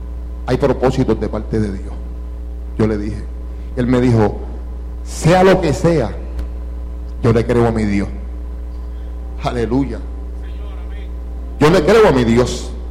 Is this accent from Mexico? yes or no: no; Hato Viejo, Puerto Rico; Somos del mismo barrio. Somos de Hato Viejo los dos. Y los dos nos criamos en la Iglesia Pentecostal de Los Caños